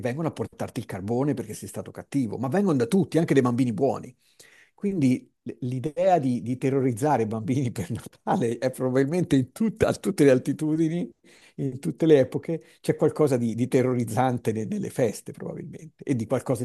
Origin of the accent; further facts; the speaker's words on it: Tuscany, Italy; dalle nostre parti, non so se in tutta la Toscana, ma perlomeno da noi sì